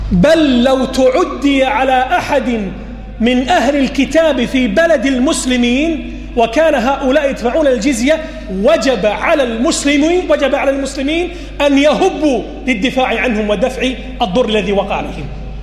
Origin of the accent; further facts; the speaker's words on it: Kuwait; مخرجات التعليم عندنا في الكويت سيئة